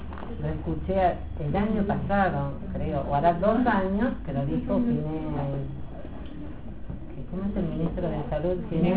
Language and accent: Spanish; Córdoba, Argentina; Yo vengo de Córdoba, y yo me acuerdo que en Córdoba cualquier cosa que vos necesitabas hacer era pagar un peso, cinco pesos, dos pesos